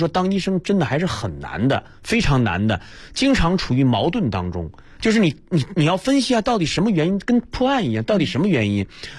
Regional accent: Northeast China, China; 对，你是东北人，我也是东北人。

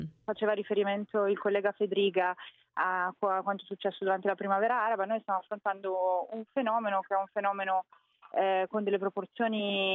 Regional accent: Lombardy, Italy; Sono lombarda, appartengo a una regione che è ritenuta la più avanzata in Italia.

